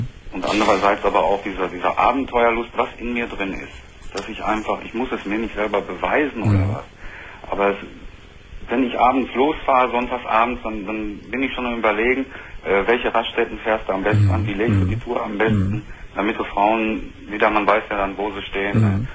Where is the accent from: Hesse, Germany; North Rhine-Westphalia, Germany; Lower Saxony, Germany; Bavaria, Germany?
North Rhine-Westphalia, Germany; Ich komme aus dem Sauerland, da ist ja nun an der Möhne, an der Sorbetalsperre und sowas, viele Campingplätze